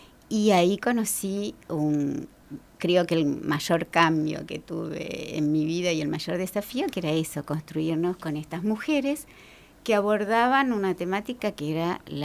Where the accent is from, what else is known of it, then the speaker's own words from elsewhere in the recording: Buenos Aires, Argentina; Yo nací en Villa Urquiza, que es un barrio bien alejado del centro de lo que era Capital Federal en aquel entonces, le decimos CABA, en un barrio bien barrio. Uh-huh. Vivíamos en una casa grande, tipo chorizo, con otras familias.